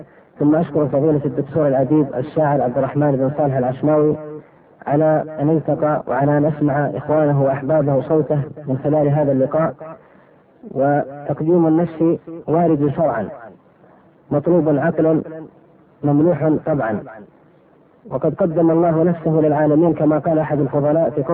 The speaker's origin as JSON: {"language": "Arabic", "region": "Asir", "country": "Saudi Arabia", "tie": "born there", "said": "من مواليد عام 1379، وهذا أنساه أحيانا بطول العمر، للهجرة في بلاد بالقرن، درست في الابتدائية بمدرسة آل سليمان، ثم المعهد العلمي بالرياض وأبها"}